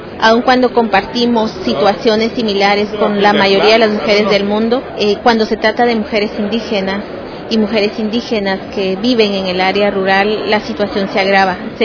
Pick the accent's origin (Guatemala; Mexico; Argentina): Guatemala; de Guatemala y bueno, yo soy comunicadora social de profesión